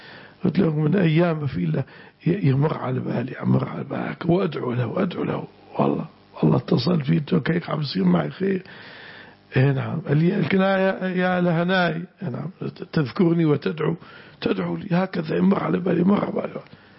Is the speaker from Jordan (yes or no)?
no; Syria; البعصة اسم مكان هنا عندنا في الشام.